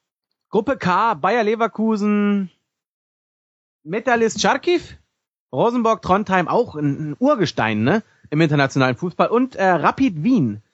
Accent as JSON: {"language": "German", "town": "Copenhagen", "region": "Capital Region of Denmark", "country": "Denmark", "said": "ich komme aus wie gesagt, aus Kopenhagen."}